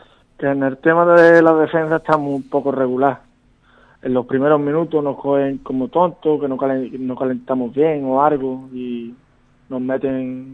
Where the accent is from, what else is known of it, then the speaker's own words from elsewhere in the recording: Algar, Andalusia, Spain; Sí, somos 6 jugadores de Algar.